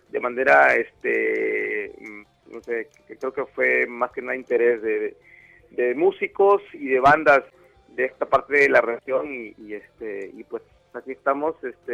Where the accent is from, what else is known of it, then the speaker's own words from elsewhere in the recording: Mexico; estamos como que siendo mexicanos orgullosos de todo eso